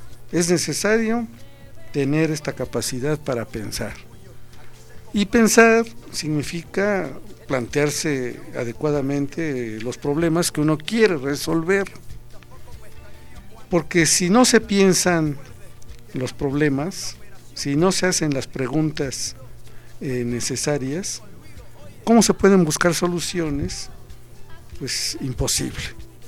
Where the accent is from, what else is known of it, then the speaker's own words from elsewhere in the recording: Mexico; Decimos, unos son canadienses, otros son estadounidenses, otros somos mexicanos.